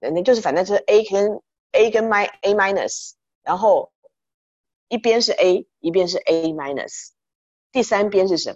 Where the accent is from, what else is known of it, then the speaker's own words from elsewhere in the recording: Taiwan; now in United States; 我们都是台湾来的